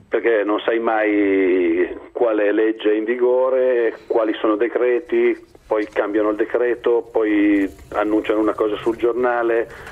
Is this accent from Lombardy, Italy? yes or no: yes; Lombardy, Italy; ma io sono lombardo.